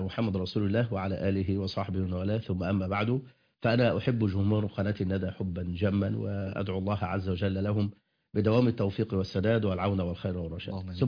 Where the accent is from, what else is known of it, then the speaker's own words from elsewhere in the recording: Egypt; خاصة بلدنا مصر